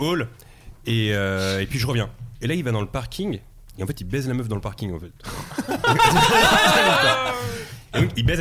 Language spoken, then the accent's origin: French; Drancy, Île-de-France, France; also born or lived in Bobigny; En fait, moi je suis né à Drancy, j'ai grandi à Drancy et à Bobigny dans le 93.